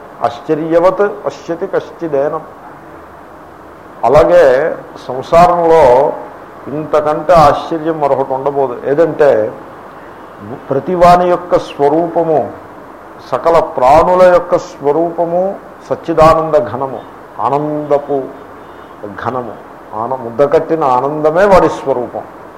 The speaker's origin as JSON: {"language": "Telugu", "region": "Andhra Pradesh", "country": "India", "tie": "born or raised there", "said": "నేను ఎక్కడో కోనసీమలో మూల పుట్టి పెరిగాను, ఇంగ్లీషు నాకు మాతృభాష కానే కాదు."}